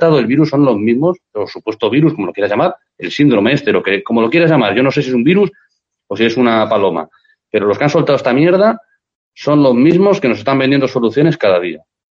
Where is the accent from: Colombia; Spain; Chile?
Spain; Ante todo soy español y soy católico, soy cristiano más que nada.